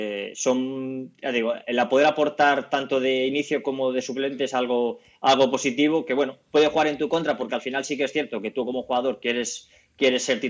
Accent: Cabezón de la Sal, Cantabria, Spain; estoy allí en mi pueblo, en Cabezón de la Sal, estoy allí censado

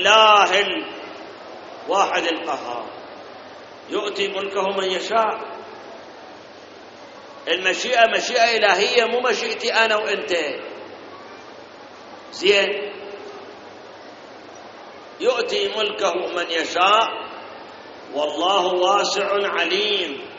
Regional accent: Iraq; إحنا واجبنا كعراقيين وكمسلمين

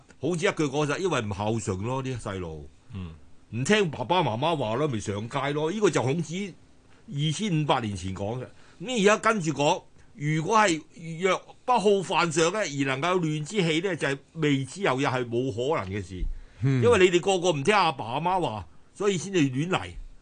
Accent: China; 但我哋中國人咧，將個孝咧擴充到將佢擴展延伸

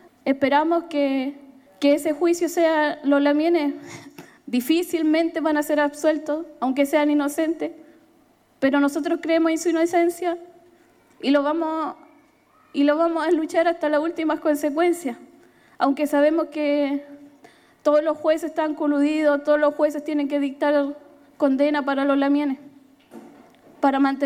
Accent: Temucuicui, Araucanía, Chile; Me siento orgullosa de ser de Temucuicui, pese a todos los catálogos que le han puesto las prensas, los medios de comunicaciones.

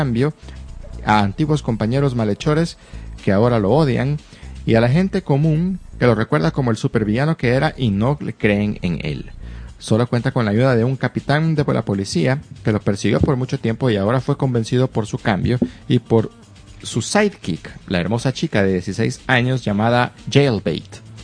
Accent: Puerto Rico; now in Washington, United States; Soy puertorriqueño, residente en Washington, D.C.

